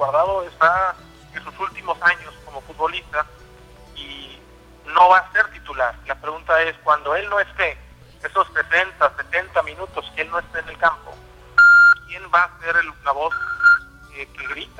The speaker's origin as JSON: {"language": "Spanish", "country": "Mexico", "said": "uno como mexicano que vive en México no pueda ir a ver a la selección"}